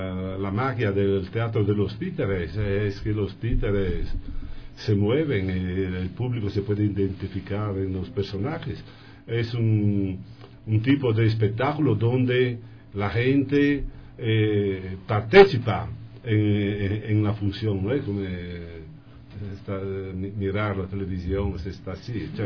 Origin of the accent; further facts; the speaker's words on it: Friuli-Venezia Giulia, Italy; Spanish is a second language; Yo llego del nordeste de Italia, más o menos cerca de la frontera con la Eslovenia y con la Austria. Esta zona se llama Friuli, se llama, la región se llama así.